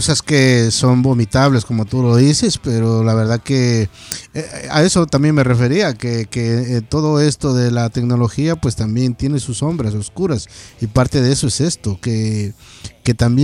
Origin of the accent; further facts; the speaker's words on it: Ecuador; moved away; yo soy un inmigrante de Ecuador que estoy por acá más de 20 años